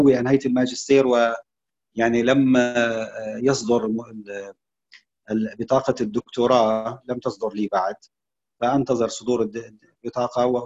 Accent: Syria; now in Saudi Arabia; أنا من سوريا. نعم، من سوريا، وأقوم في وأقيم في السعودية.

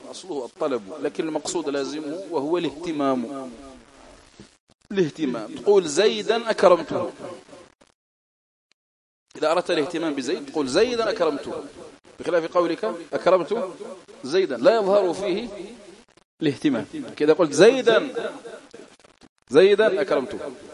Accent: Algeria; accent: Algerian Arabic; هذا من الأساليب العربية التي بقيت في دارجتنا الجزائرية

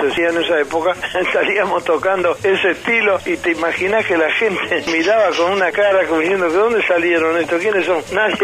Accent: Núñez, Buenos Aires, Argentina; de mi pueblo, en Núñez

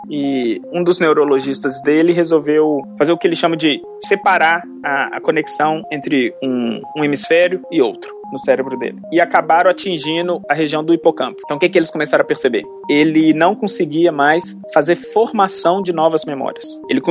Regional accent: Belo Horizonte, Minas Gerais, Brazil; eu sou de Belo Horizonte, fiz minha graduação na Faculdade de Filosofia e Ciências Humanas lá do UFMG.

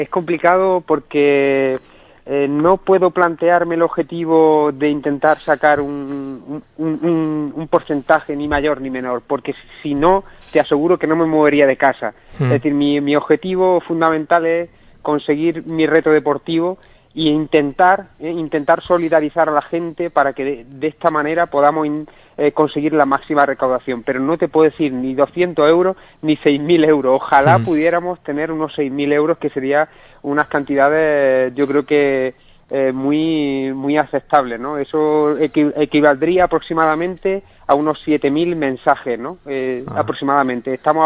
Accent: Mañón, Galicia, Spain; Mañón, en La Coruña, ¿no? Y todo esto pues para intentar recaudar beneficios para gente y familia de mi pueblo

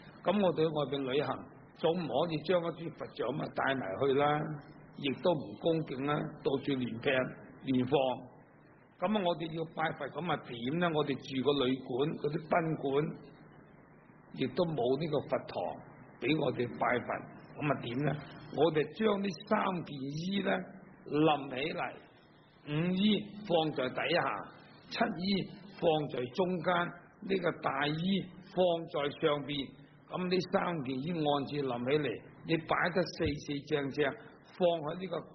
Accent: China; 我哋中國人嘅衣服，因為我哋中國咧比較咧印度嚟講咧係凍咗好多。

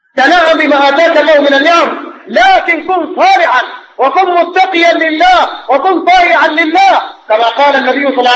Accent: Sudan; نحن كسودانيين فينا علم

